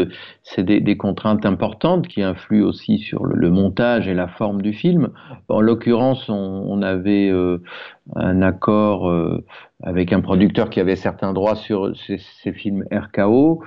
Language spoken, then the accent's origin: French; France; Je suis moi-même, j'ai une double nationalité, même si j'ai grandi en France.